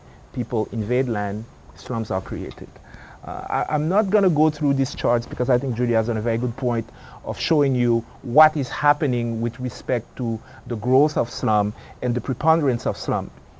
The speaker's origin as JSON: {"language": "English", "country": "Haiti", "tie": "born or raised there", "moved": "yes", "lives_now": "United States", "said": "I was born and raised in Haiti. I've been in the U.S. for a long time."}